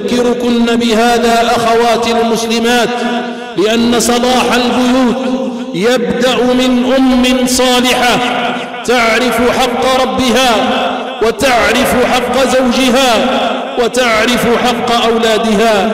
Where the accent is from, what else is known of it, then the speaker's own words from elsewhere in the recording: Algeria; اللهم احفظ بلادنا الجزائر من كل سوء ومكروه